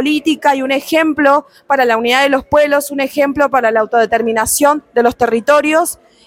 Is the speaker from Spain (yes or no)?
no; Mendoza, Argentina; soy del pueblo indígena Colla de la provincia de Mendoza de Argentina.